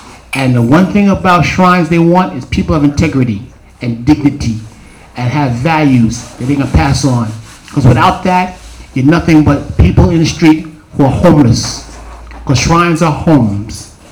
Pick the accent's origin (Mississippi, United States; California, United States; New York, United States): New York, United States; New York City; I grew up in Queensbridge